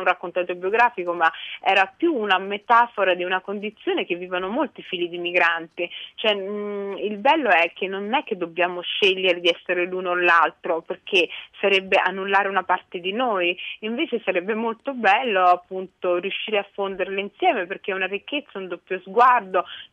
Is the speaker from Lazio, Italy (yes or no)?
yes; Rome, Lazio, Italy; born there; also born or lived in Somalia; io sono nata a Roma però ho vissuto anche lì, e ho vissuto con mia zia